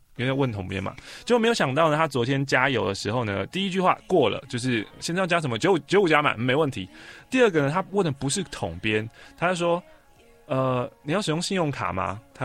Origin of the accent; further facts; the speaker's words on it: Taiwan; 不是我们台湾人学英文，而是一个外国人他在台湾生活